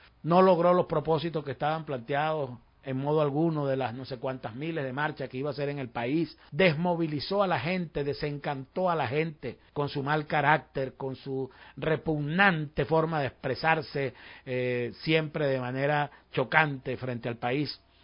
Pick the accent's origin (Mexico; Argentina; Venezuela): Venezuela; que somos idiotas los venezolanos